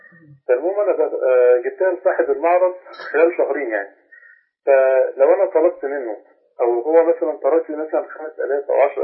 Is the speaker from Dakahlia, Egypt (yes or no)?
no; Faiyum Governorate, Egypt; أنا من مصر. … الفيوم معك يا شيخنا.